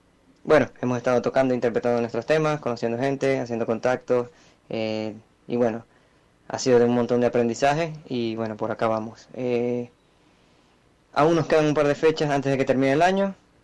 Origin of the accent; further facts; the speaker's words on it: Maracaibo, Zulia, Venezuela; Fundamos la banda en el 2007 en la ciudad donde nacimos y crecimos, Maracaibo, en Venezuela.